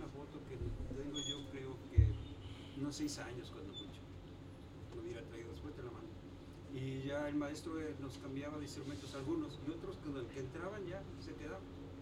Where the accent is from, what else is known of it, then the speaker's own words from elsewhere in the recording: Chapala, Jalisco, Mexico; yo soy de Chapala.